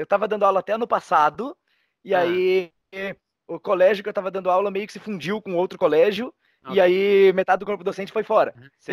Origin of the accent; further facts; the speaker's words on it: Cascavel, Paraná, Brazil; Eu sou de Cascavel, Paraná.